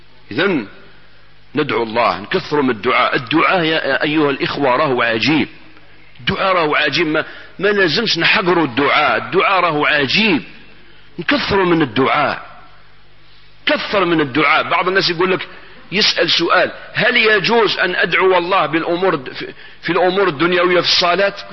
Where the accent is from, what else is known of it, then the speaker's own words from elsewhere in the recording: Algeria; أنا إلى الآن في بلادنا الجزائر الحبيبة، نسأل الله أن يحفظها من كل سوء